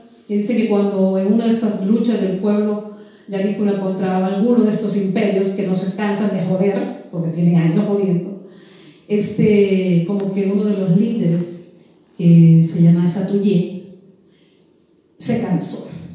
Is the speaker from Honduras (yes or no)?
yes; Honduras; Y es un pueblo libertario que sigue luchando en Honduras. Y de allí, de donde yo vengo, ese país